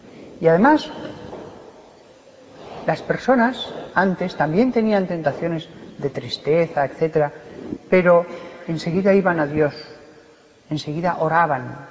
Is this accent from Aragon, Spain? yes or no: yes; Barbastro, Aragon, Spain; Yo soy de Barbastro, 15.000 habitantes, no había ni un solo caso.